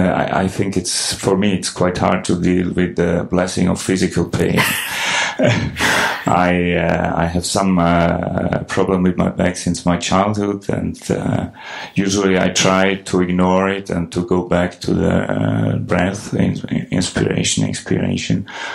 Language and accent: English; Switzerland; I'm sorry. I'm from Switzerland.